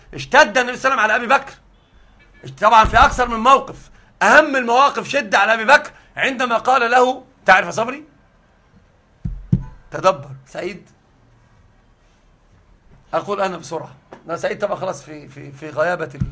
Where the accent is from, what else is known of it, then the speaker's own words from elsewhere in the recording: Alexandria, Alexandria Governorate, Egypt; الأصل أنا صعيدي أصالة، وطبعا أنا ما أعرفش حاجة عن الصعيد. أنا أصل كل شيء حياتي كلها في الإسكندرية